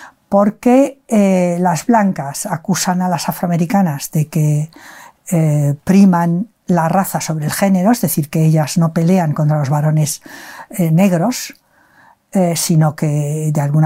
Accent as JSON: {"language": "Spanish", "town": "Barcelona", "region": "Catalonia", "country": "Spain", "tie": "born there", "moved": "as an adult", "lives_now": "Madrid, Spain", "said": "Nací en Barcelona en el 46 y llevo viviendo en Madrid desde el año finales del 69. O sea que realmente ya estoy aclimatada aquí a la capital."}